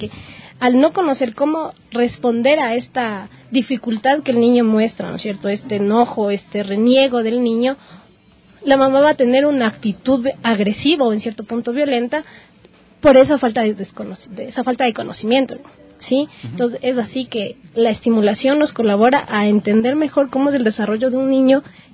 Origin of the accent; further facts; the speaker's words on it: Ecuador; nos une en la parte cultural como ecuatorianos